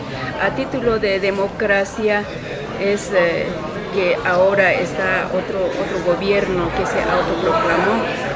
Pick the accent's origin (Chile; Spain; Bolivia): Bolivia; Sí, yo vengo desde Bolivia